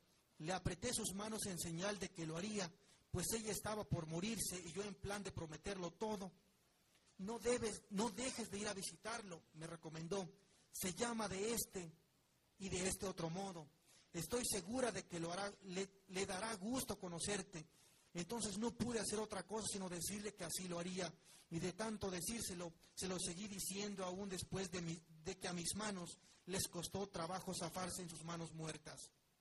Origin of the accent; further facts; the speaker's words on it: Mexico; nosotros como mexicanos debemos de conocer mucho más esas lenguas. En mi caso no soy monolingüe o bilingüe en español náhuatl, conozco otras lenguas también.